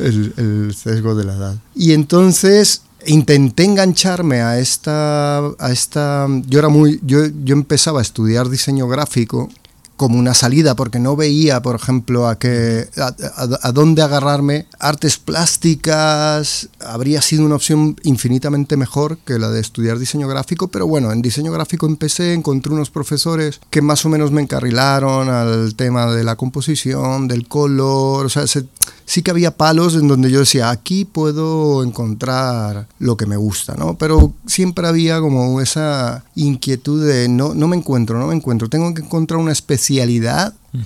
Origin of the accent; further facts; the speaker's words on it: Maracay, Aragua, Venezuela; born there; also born or lived in Caracas; Claro, yo nací en Venezuela, en Maracay, estado de Aragua. Luego mi familia estuvimos dando varios tumbos por todo el país, acabamos en Caracas.